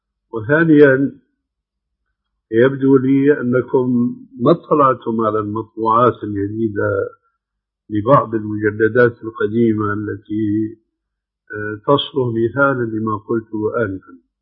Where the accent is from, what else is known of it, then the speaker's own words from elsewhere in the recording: Syria; ومثل ما يقولون عندنا بسوريا ما بقى في الكرم إلا الحطب